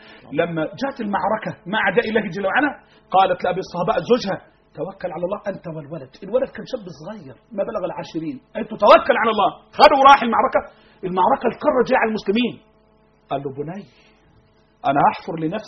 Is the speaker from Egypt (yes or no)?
yes; Egypt; اللهم احفظ بلدنا مصر.